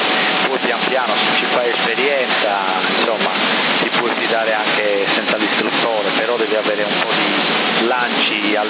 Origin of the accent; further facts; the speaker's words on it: Bonorva, Sardinia, Italy; ma sono originari del mio paese di Bonorra, capito?